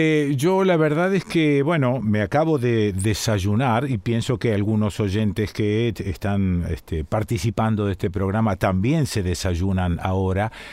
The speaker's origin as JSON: {"language": "Spanish", "country": "Argentina", "said": "yo me considero un argentino más de estos que ni se informa de lo que está pasando en Nicaragua"}